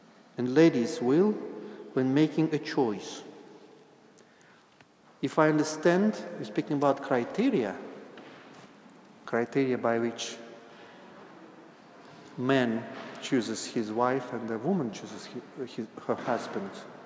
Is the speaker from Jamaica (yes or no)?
no; Russia; English is a second language; I was brought up in Soviet Union